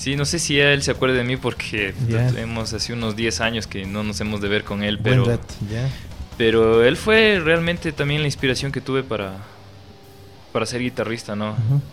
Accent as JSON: {"language": "Spanish", "country": "Ecuador", "said": "uno como músico, como artista ecuatoriano, tiene que seguir proponiendo nuevas e innovadoras propuestas para nuestra música"}